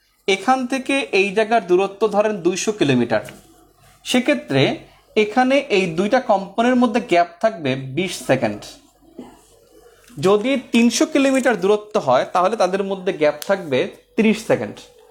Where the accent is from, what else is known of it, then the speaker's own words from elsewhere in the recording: Patuakhali, Barisal Division, Bangladesh; আমার বাড়ি পটুয়াখালী